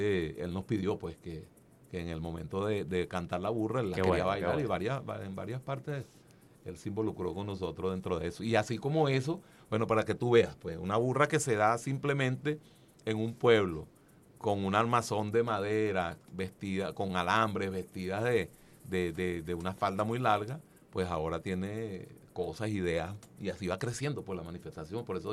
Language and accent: Spanish; Cata, Aragua, Venezuela; born there; muy cercano al pueblo donde yo nací, en Cata